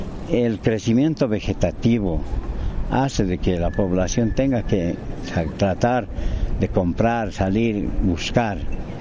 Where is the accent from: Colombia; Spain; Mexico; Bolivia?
Bolivia; La Paz; nosotros estamos recibiendo la donación de mi pueblo, de mi ciudad, que es La Paz, y mis vecinos.